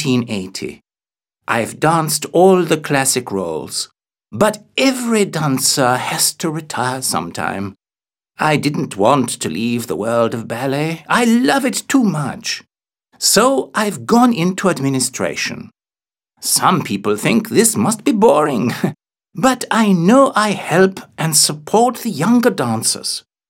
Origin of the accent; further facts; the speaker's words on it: Sweden; now in United Kingdom; I'm originally from Sweden. I trained in London